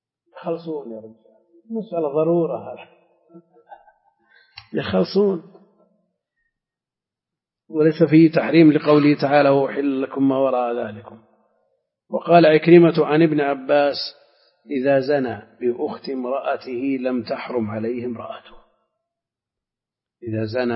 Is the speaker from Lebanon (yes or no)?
no; Al-Qassim, Saudi Arabia; لا، عندنا في القصيم كثير تزوج اثنتين